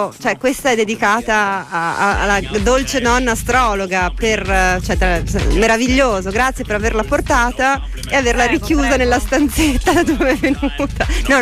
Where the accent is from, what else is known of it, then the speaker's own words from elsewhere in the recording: Veneto, Italy; perché io sono veneta, quindi gioco in casa.